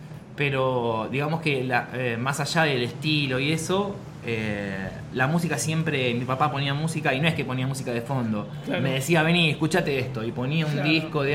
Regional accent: Bahía Blanca, Buenos Aires Province, Argentina; moved away as an adult; now in Buenos Aires, Argentina; yo nací en Bahía Blanca. Me vine a vivir a Bernal a los 19 años claro. y después a los 25 me vine al Abasto.

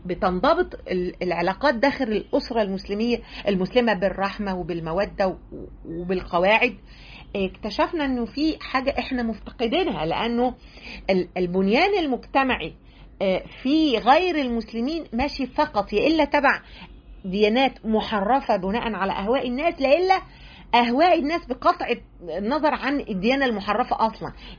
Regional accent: Egypt; مش أنا كمصرية، أو أنا كست

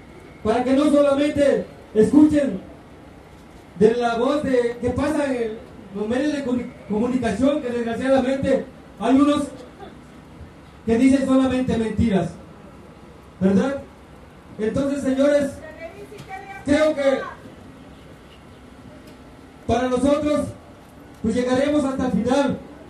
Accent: Mexico; Yo como mexicano siempre me he sentido indignado de esta clase de porquería que existe de gobierno.

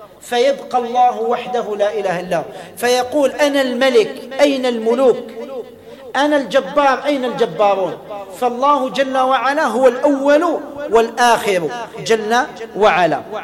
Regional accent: Algeria; كنا بين 16، احنا كنا جزائريين

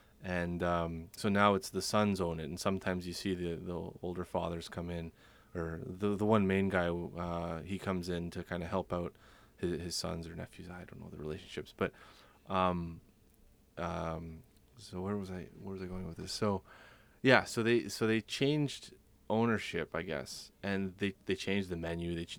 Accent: Toronto, Ontario, Canada; I'm from Toronto, Ontario, and the story's also from Toronto, Ontario.

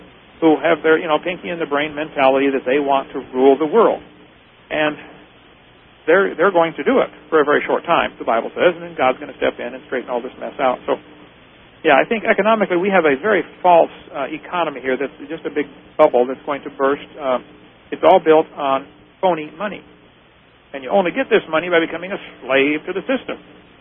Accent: Norway; I'm Norwegian.

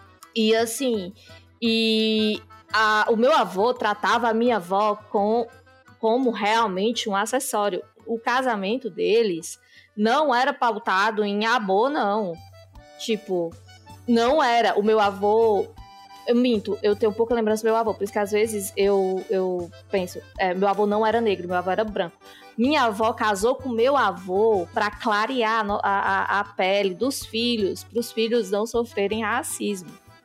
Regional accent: Ceará, Brazil; eu sou neta de um casal de avós nordestinos e eu sou nordestina, gente.

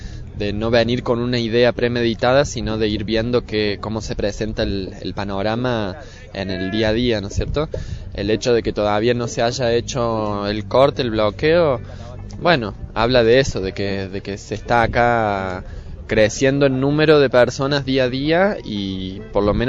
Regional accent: Capilla del Monte, Córdoba, Argentina; vengo de la ciudad de Capilla del Monte, en la provincia de Córdoba.

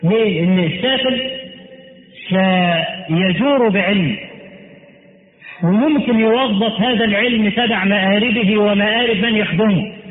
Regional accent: Egypt; التعليم عندنا في مصر، نحن الذين فضلنا التعليم إلى بلاد العرب

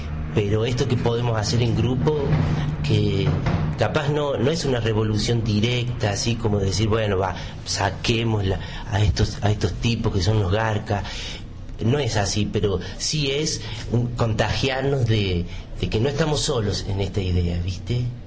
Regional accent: San Luis, Argentina; born there; Yo nací acá en San Luis.

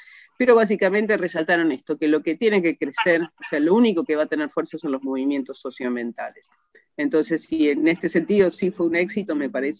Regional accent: Buenos Aires, Argentina; y yo que soy porteña, digamos

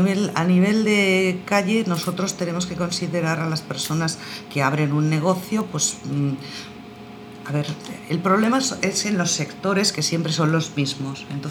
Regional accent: Barcelona, Catalonia, Spain; yo soy de Nou Barris y que Nou Barris está en Barcelona

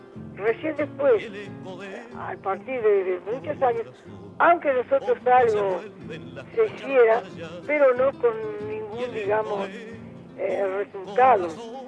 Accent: Italy; porque yo soy italiana

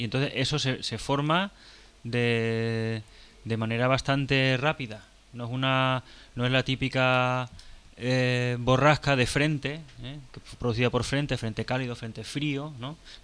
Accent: Xixona, Valencian Community, Spain; Una vez en mi pueblo, en Gijona

